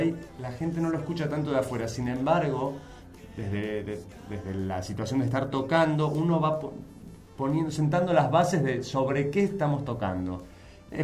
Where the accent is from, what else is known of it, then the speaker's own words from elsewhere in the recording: Buenos Aires, Argentina; Sí, argentinísimo, de Chacarita.